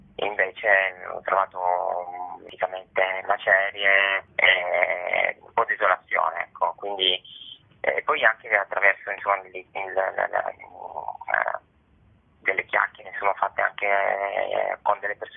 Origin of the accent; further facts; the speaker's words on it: Turin, Piedmont, Italy; io sono di Torino, quindi non ho vissuto il terremoto